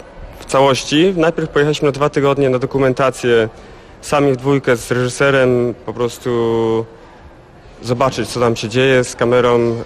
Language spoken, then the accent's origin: Polish; Łódź, Łódź Voivodeship, Poland; Tak jest, rodowity łodzianin.